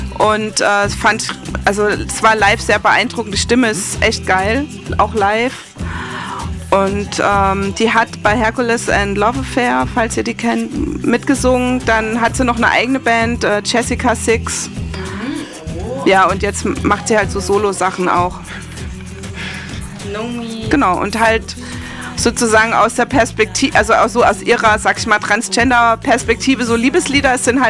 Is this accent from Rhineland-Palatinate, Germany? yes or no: yes; Rhineland-Palatinate, Germany; der kommt ja im Original auch daher, wo ich herkomme, und der hat auch so einen Pfälzer-Einschlag halt.